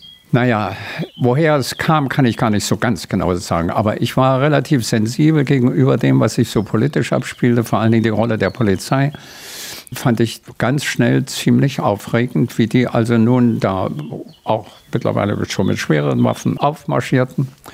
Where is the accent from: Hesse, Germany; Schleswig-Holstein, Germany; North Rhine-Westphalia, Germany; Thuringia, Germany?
Thuringia, Germany; Jena; Ich bin ein Jahrgang 34. Also ich wurde in Jena geboren. Mein Vater war ein praktischer Arzt. Da hatte ich meine Kindheit.